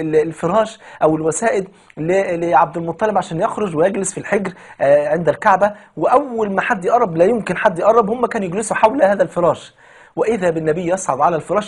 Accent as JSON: {"language": "Arabic", "country": "Egypt", "said": "وطبعا يعني المثل البلدي عندنا في مصر يقول لك"}